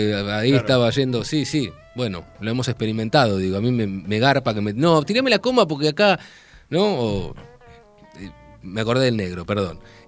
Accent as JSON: {"language": "Spanish", "town": "Castelar", "region": "Buenos Aires Province", "country": "Argentina", "said": "A ver, yo soy de Castelar."}